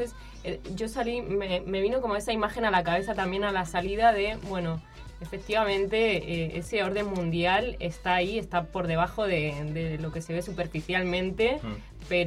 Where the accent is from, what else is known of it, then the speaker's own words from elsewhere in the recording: Spain; moved away; Nosotros que venimos de España, por ejemplo, en la época de la crisis de España